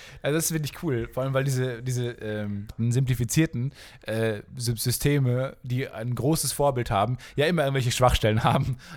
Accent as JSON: {"language": "German", "town": "Kamen", "region": "North Rhine-Westphalia", "country": "Germany", "said": "Also die Stadt, wo ich herkomme, heißt Carmen."}